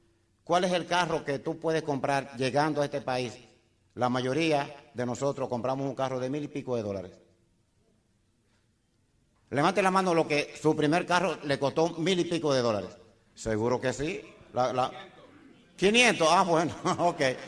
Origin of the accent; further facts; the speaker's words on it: Dominican Republic; Y hice una compañía en mi país. Llegué a ingeniero como una meta para vivir. Yo quería vivir en Arroyo Hondo, el sitio más exclusivo en República Dominicana, y lo logré.